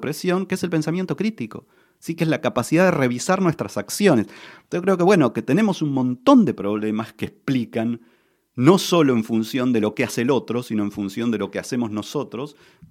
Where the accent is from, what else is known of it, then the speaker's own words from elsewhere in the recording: Argentina; Mira, como buen argentino soy muy futbolero